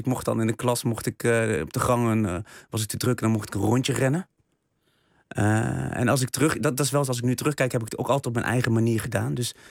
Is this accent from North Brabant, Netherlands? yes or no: yes; Vught, North Brabant, Netherlands; In Vught, ja.